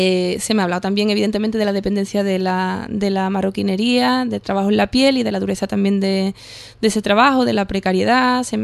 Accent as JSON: {"language": "Spanish", "town": "Rota", "region": "Andalusia", "country": "Spain", "said": "yo soy de pueblo, yo sí soy de pueblo, soy de Rota"}